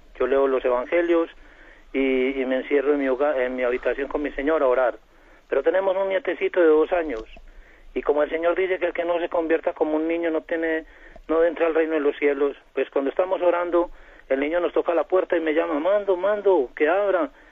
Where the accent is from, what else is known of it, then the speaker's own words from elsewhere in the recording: Colombia; soy colombiano.